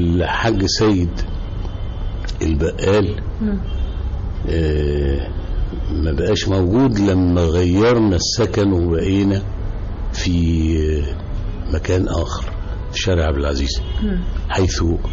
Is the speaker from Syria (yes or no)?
no; Cairo, Cairo Governorate, Egypt; أنا نشأت في قاهرة المعز في الغورية، وأنا من مواليد الدرب الأحمر.